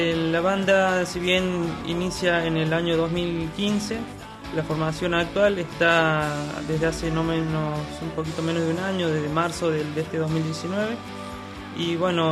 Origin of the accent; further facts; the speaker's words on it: Jesús María, Córdoba, Argentina; es una banda del norte de Córdoba, somos de Jesús María.